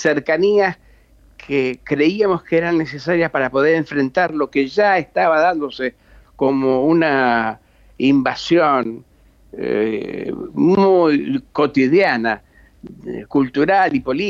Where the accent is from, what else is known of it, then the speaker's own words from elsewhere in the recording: Rocha, Uruguay; En mi caso de Rocha